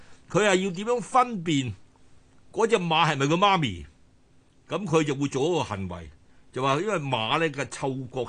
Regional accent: China; 但我哋中國人咧，將個孝咧擴充到將佢擴展延伸

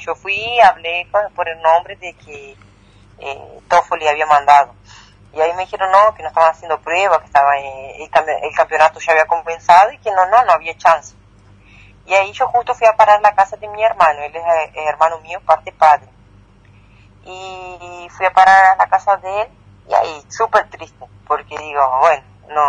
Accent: Entre Ríos, Argentina; Soy de Entre Ríos, sí, de Nuevo Ya.

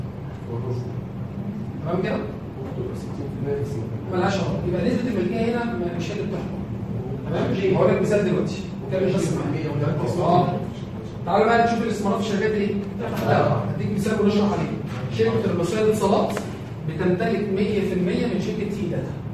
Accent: Egypt; بالنسبة لي أنا كمصرية

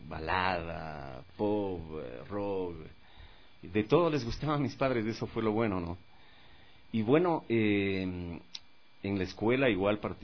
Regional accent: Quito, Pichincha, Ecuador; born there; Bueno, nací en Quito un 8 de abril del 61.

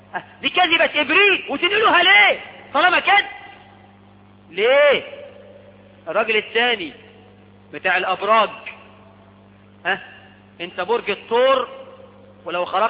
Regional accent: Egypt

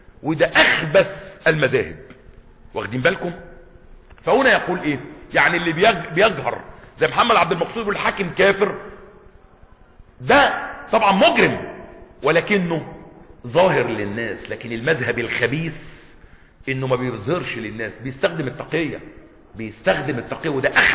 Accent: Egypt; ممنوع علينا كمصريين ولا ايه

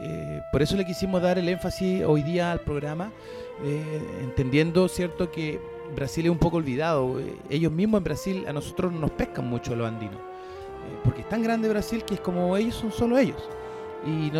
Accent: Chile; Que nosotros como chilenos, como en este país culiado llamado Chile, somos tan cartuchos

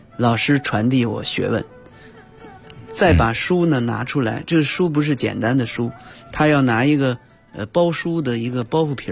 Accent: China; 所以呢，我们中国人最忌讳用食指点

